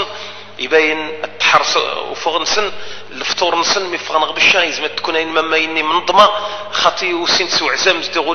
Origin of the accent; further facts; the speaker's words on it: Algeria; من حقنا كجزائريين